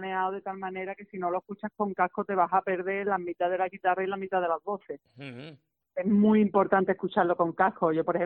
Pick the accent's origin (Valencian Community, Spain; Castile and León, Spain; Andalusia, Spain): Andalusia, Spain; verdad es que no espero mucho apoyo de mi tierra